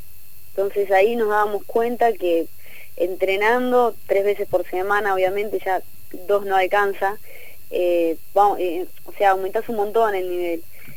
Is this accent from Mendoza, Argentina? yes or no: no; Tandil, Buenos Aires Province, Argentina; now in La Plata, Argentina; yo soy de Tandil. Después, cuando me vine a La Plata, pensé que iba a encontrar un equipo acá en La Plata y no había nada.